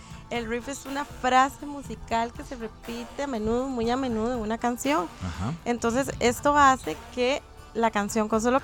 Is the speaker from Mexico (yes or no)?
no; Coronado, San José, Costa Rica; Es de Coronado, yo también.